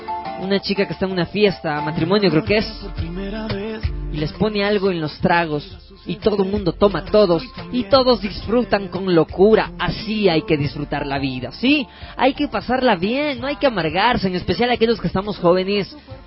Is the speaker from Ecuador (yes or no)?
yes; Ecuador; Fuerza, somos ecuatorianos y así nos vamos a apoyar.